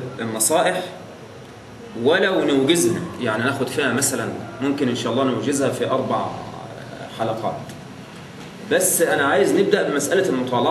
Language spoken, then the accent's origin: Arabic; Damietta, Damietta Governorate, Egypt; كان في عندنا في دمياط مقرأة كل ليلة ثلاثاء